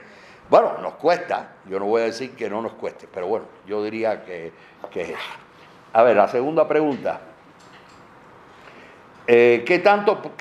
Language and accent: Spanish; Cuba; a pesar de que soy cubano y era un tema mexicano